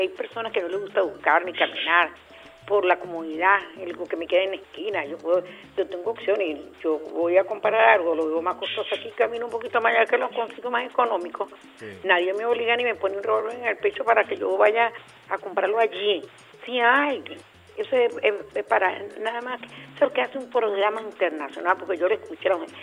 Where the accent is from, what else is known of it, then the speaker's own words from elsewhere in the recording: Venezuela; nosotros los venezolanos